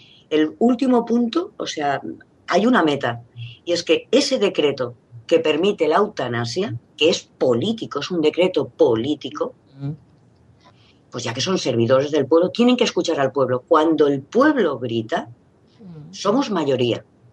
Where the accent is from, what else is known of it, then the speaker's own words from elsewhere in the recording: Spain; Perdona, somos muchos españoles que estamos en contra de los toros.